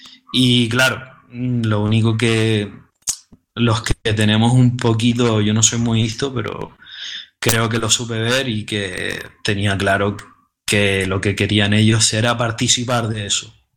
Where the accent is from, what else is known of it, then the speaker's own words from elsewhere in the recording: Canary Islands, Spain; también se ha visto en mi tierra, que son las Islas Canarias